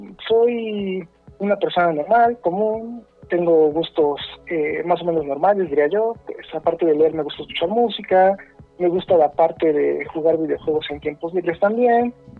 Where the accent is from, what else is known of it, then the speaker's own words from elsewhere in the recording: Mexico City, Mexico; soy de aquí, de la Ciudad de México. Ya saben, tortas de tamal, ¿qué más hay?